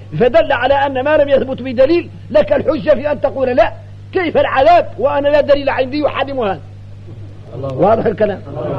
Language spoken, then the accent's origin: Arabic; Mauritania; عندنا احنا موريتاني